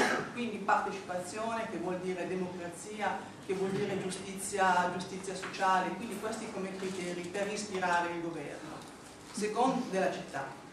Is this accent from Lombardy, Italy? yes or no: yes; Como, Lombardy, Italy; Io dico questa cosa essendo comasca da sempre, lavorando da più di 20 anni a Milano